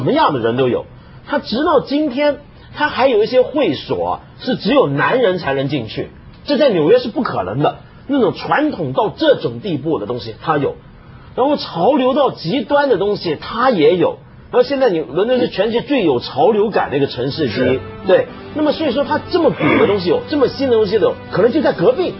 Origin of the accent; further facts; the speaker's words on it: Hong Kong; 你知道我香港人啊